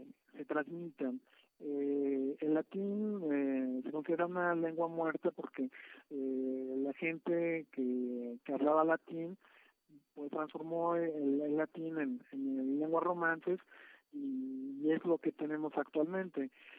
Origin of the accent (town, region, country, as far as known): Mexico; first language Spanish